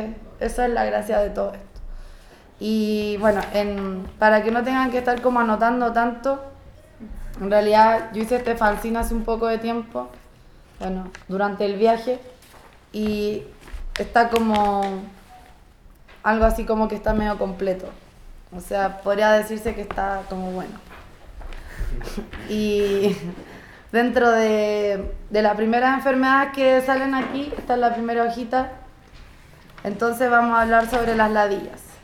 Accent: Chile; yo soy chilena, ando de viaje, soy viajera hace un buenos años ya.

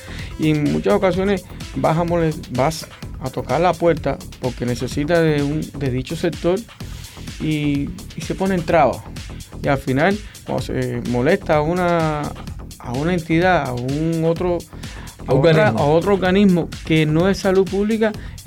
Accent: Calimete, Matanzas, Cuba; now in Ciénaga de Zapata, Cuba; yo no soy natural de la Hacienda de Zapata, soy de Calimete.

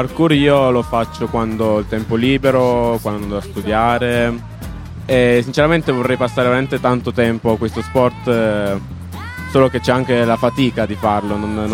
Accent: Turin, Piedmont, Italy; sempre da Torino.

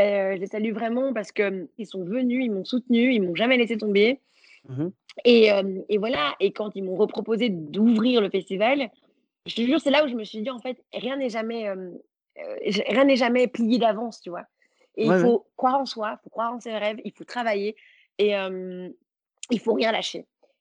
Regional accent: Belgium; Et toi, tu sais que moi, je suis belge.

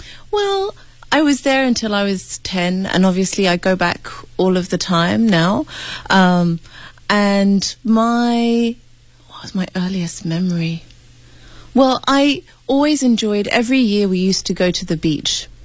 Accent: Nairobi, Kenya; Well, I grew up in Nairobi, and obviously if you go out about an hour from Nairobi, you'll find some of the wild animals.

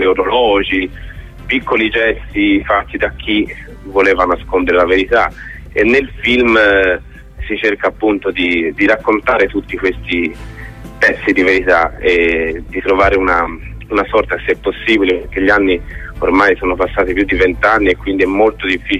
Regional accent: Florence, Tuscany, Italy; io sono dell'84, quindi ero proprio un bambino. Sì. Quando è successo, avevo 7 anni e sono fiorentino

